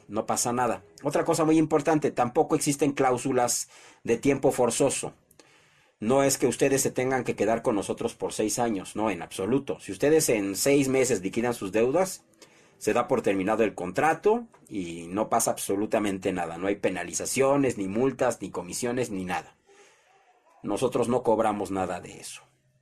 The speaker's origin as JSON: {"language": "Spanish", "country": "Mexico", "said": "Vamos a unirnos como mexicanos, no, no como partido político, sino como mexicanos."}